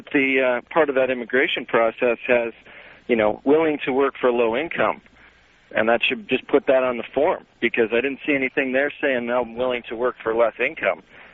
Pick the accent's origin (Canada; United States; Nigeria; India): Canada; I'm from Canada, which is, you know, we don't expect you to know English and French, but you should know one of them.